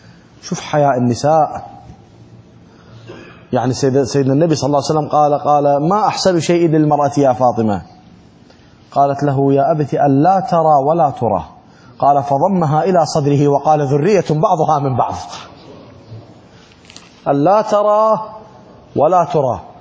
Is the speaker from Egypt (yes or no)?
no; Iraq; شلون هسه التابوت اللي عندنا بالعراق